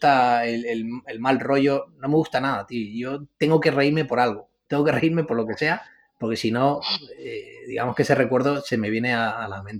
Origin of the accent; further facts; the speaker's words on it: San Cristóbal de La Laguna, Canary Islands, Spain; la laguna de Tenerife. Yo nací allí, crecí allí y soy de allí.